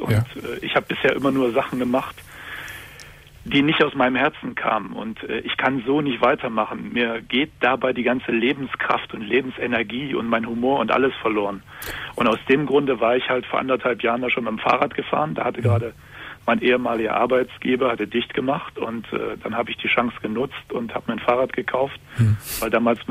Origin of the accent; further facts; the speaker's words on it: Seville, Andalusia, Spain; German is a second language; Und ich komme aus Süden, aus Sevilla.